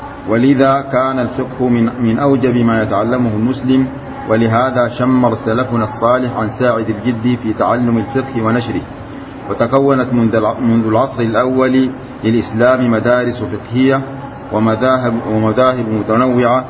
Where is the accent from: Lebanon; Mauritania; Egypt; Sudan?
Sudan; وتأثر كل بلد بما نقل إليه من هذه المذاهب، وكان من حظ بلادنا السودان